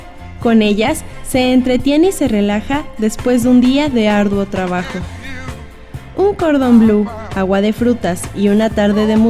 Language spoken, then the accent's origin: Spanish; Mexico City, Mexico; born there; Nací en la Ciudad de México el 17 de enero de 1969